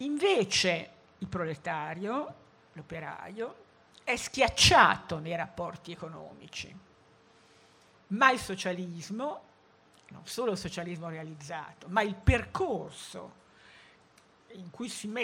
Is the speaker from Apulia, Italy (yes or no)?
no; Stradella, Lombardy, Italy; moved away as an adult; now in Milan, Italy; io sono di Stradella, anche se Milano mi ha abbagliato con le sue luci subito e diciamo mi sono radicata a Milano senza riserve, ma anch'io fino a 18 anni sono stata in un paese, no?